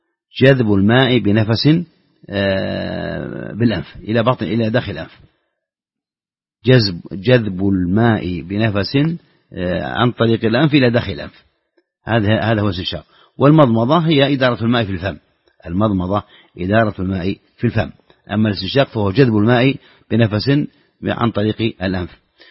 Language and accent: Arabic; Saudi Arabia; خاصة إذا كنت في السعودية وهو يبدو لك فعلا هذا لأن حافز عندنا في السعودية